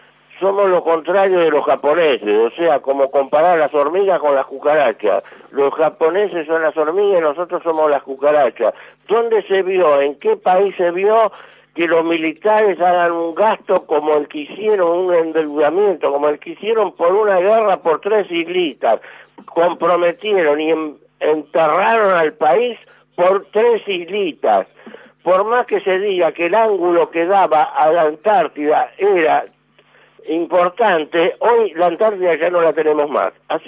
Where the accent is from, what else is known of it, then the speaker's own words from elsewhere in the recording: Argentina; entonces si somos los argentinos así, ¿cómo vamos a salir adelante?